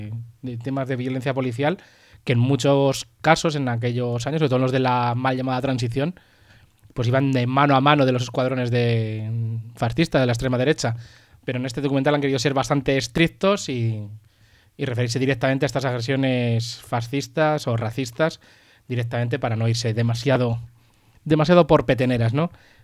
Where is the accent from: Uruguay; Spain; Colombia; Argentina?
Spain; Pinto, Community of Madrid; Hablo del de un chico de mi pueblo, de Pinto